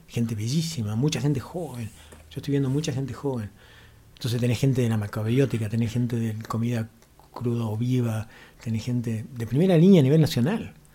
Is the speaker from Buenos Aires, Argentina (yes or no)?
no; Mina Clavero, Córdoba, Argentina; Vos me preguntabas de mi adolescencia en Milán Clavero, que era muy áspero.